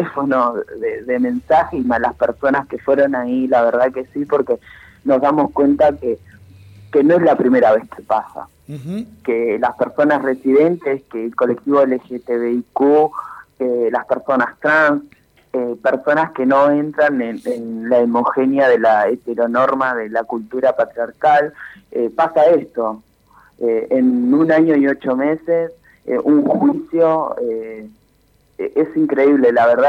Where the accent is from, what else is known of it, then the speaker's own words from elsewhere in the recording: Olavarría, Buenos Aires Province, Argentina; now in Buenos Aires, Argentina; yo soy de Olavarría, hace 3 años que estoy en Buenos Aires